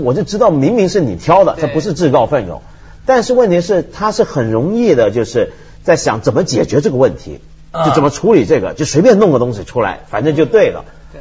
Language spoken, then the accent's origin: Chinese; China; 我们中国人很流行做这种事儿